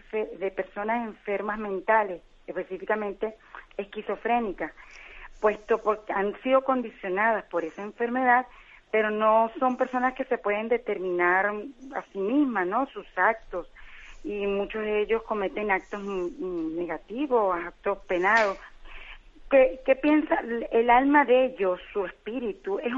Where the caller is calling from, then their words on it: Canary Islands, Spain; Un placer saludarlo … de Gran Canaria.